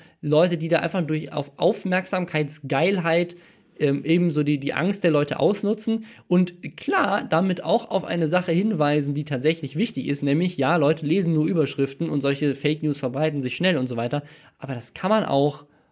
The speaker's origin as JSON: {"language": "German", "town": "Mannheim", "region": "Baden-Württemberg", "country": "Germany", "tie": "born there", "said": "Und zwar in meiner Geburtsstadt in Mannheim."}